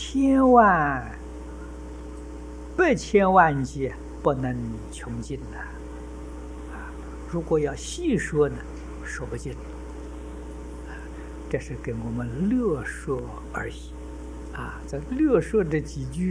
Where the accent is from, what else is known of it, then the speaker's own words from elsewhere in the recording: China; 我们中国人可以说从小孩到老人没有不喜欢弥勒菩萨的。